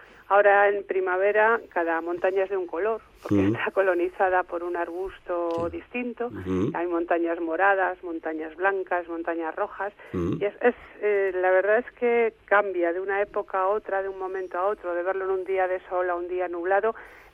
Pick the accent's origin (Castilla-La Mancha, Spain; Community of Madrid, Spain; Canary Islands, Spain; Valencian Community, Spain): Community of Madrid, Spain; Madrid; now in Galicia, Spain; somos dos madrileños que huyen de la gran ciudad.